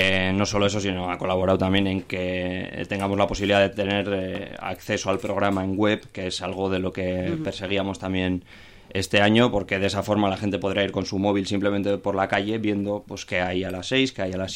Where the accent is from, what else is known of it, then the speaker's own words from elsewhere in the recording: Bilbao, Basque Country, Spain; a pesar de que soy de Bilbao tal y cual y he vivido en el barrio y demás